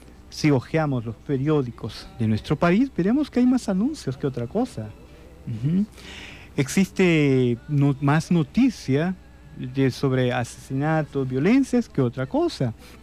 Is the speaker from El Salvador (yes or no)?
yes; El Salvador; Nosotros como salvadoreños vemos cómo se están construyendo grandes centros comerciales